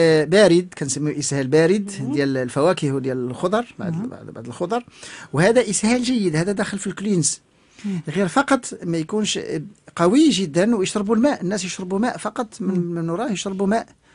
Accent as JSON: {"language": "Arabic", "country": "Morocco", "said": "أن عندنا تسميات ربما في المغرب عندنا بالأمازيغية أكثر خصوص الأعشاب"}